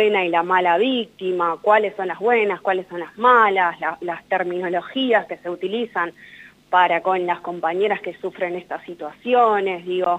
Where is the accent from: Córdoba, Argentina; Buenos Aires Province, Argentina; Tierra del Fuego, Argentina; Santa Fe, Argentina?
Buenos Aires Province, Argentina; San Martín; acá en Zorzal Diario somos de San Martín, de la provincia de Buenos Aires